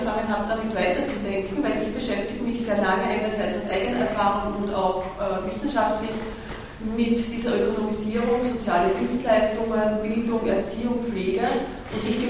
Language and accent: German; Graz, Styria, Austria; Ich komme aus Graz